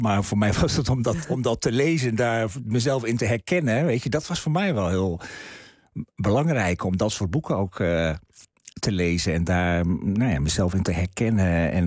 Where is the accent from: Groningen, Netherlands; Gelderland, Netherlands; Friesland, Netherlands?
Friesland, Netherlands; Nou, ik ben een Fries jongetje. Ik woon in Heerenveen.